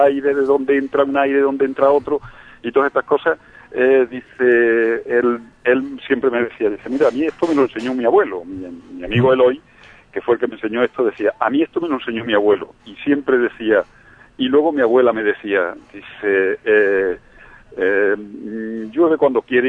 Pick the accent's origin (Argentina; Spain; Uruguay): Spain; Extremadura; me enseñaron en mi pueblo, un pequeño pueblo de Badajoz, allí en Extremadura